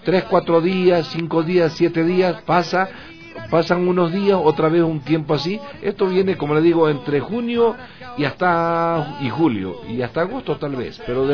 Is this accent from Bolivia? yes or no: yes; Tarija, Bolivia; now in Argentina; Vengo de el Chaco boliviano. El gran Chaco boliviano está en la frontera con Argentina y Paraguay. Pertenece al departamento de Tarija, lo que acá le llamamos provincia, allá se llama departamento. Entonces, el Gran Chaco es un lugar cálido